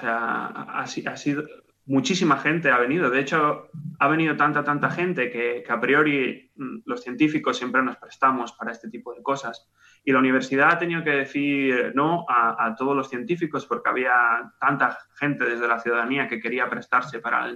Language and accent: Spanish; Barcelona, Catalonia, Spain; now in Oxford, United Kingdom; De Barcelona.